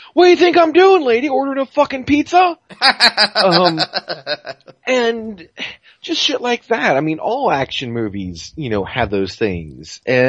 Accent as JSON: {"language": "English", "town": "Boston", "region": "Massachusetts", "country": "United States", "accent": "Boston", "said": "my Boston accent comes out sounding more English than Boston"}